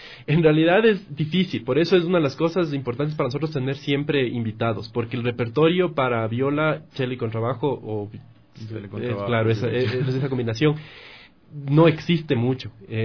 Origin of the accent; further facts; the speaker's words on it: Ecuador; Yo soy ecuatoriano.